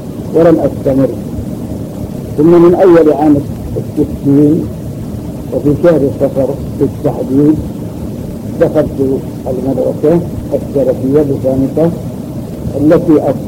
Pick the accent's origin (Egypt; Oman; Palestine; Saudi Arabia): Saudi Arabia; Al-Majaniyah, Jazan Province; born there; من مواليد قرية المجانية، وكانت ولادتي في آخر عام 46,300.